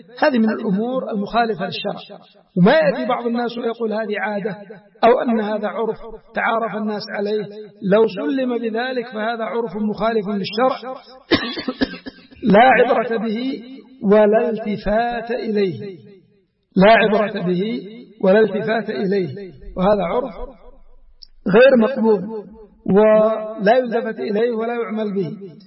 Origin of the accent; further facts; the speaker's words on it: Yemen; بل هناك في بعض الأماكن عندنا في اليمن في بعض المديريات العرف مثل هذا